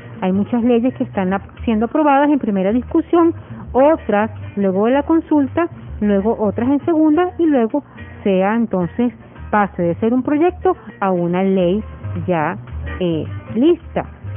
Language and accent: Spanish; Venezuela; los derechos que tenemos como venezolanos